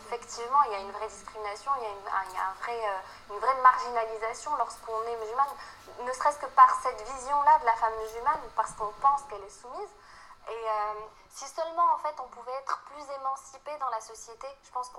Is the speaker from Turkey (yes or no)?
yes; Turkey; Moi, je suis turque, donc.